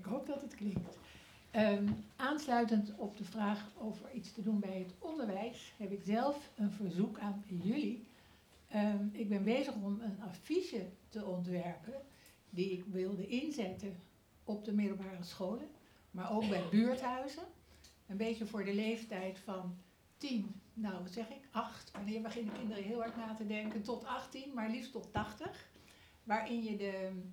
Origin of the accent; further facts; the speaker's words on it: The Hague, South Holland, Netherlands; ik kom uit Den Haag.